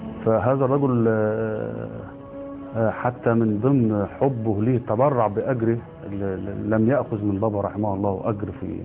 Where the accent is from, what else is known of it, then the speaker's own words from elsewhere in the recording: Kafr El Wazir, Dakahlia, Egypt; احنا قريتنا اولا اسمها كفر الوزير مركز ميت غمر محافظة الدقهلية،